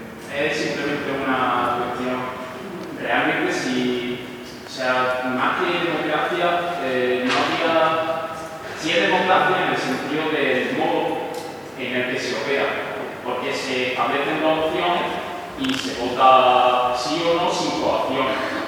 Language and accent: Spanish; Granada, Andalusia, Spain; Por el hecho de que yo soy blanco, no voy a votar algo que vaya en contra de mí. Bueno, blanco, yo soy ciudadano de Granada.